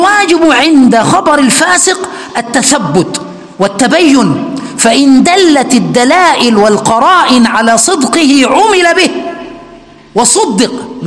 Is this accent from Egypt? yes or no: yes; Egypt; عندنا في مصر يقولوا، إحنا بنقول على الليمون الليمون.